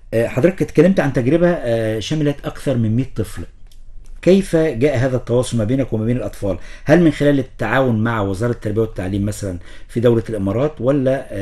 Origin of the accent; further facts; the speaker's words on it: Egypt; زي مراكز الشباب عندنا في مصر بمعنى أصح.